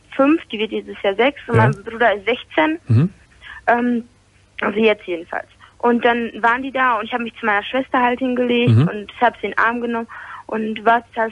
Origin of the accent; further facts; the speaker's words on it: Poland; Das ist in Polen gewesen, weil ich bin Polin. Und auch polnische Abstammung halt